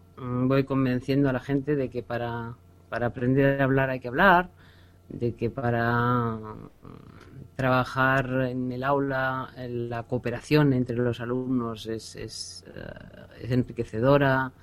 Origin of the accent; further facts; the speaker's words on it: Vic, Catalonia, Spain; born there; Nací en Vic. Que la llaman la ciudad de los santos.